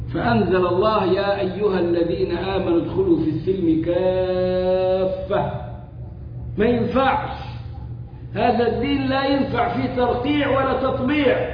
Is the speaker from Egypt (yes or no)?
yes; Egypt; عندنا في مصر يقولوا